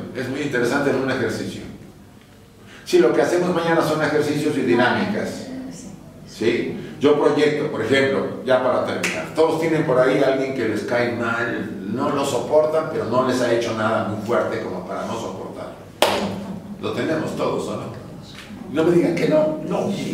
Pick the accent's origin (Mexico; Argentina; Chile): Mexico; Puebla; born there; Yo viví mucho eso con un gobernador en Puebla, donde yo nací.